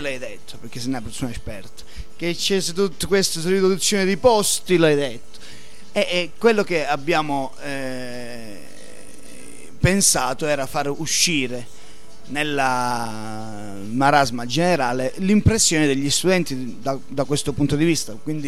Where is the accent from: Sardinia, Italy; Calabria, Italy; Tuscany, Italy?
Calabria, Italy; Crotone; Pitagora era il classico di Crotone, che è mia città natale